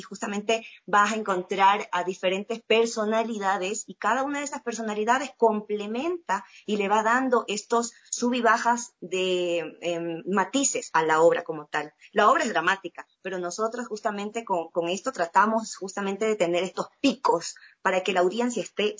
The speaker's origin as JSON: {"language": "Spanish", "town": "Guayaquil", "region": "Guayas", "country": "Ecuador", "said": "yo decidí dejar mis cosas en Guayaquil, yo soy de Guayaquil"}